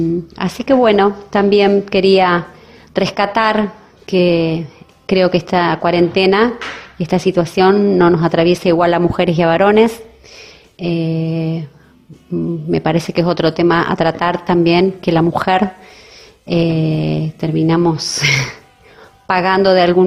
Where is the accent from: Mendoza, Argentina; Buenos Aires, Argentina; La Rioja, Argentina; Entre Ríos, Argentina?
Entre Ríos, Argentina; Paraná; Yo soy de Paraná, Entre Ríos